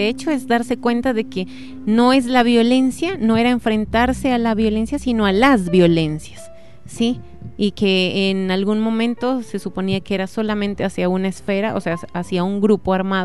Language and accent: Spanish; Colombia; también nosotros como colombianos venimos de una cultura en la que ya nos hemos acostumbrado a la muerte